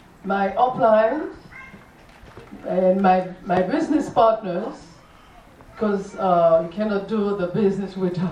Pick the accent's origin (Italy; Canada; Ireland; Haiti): Haiti; English is a second language; now in United States; I live in Georgia. And I'm from Haiti. Did you think about the accent? So, yes, I'm from Haiti.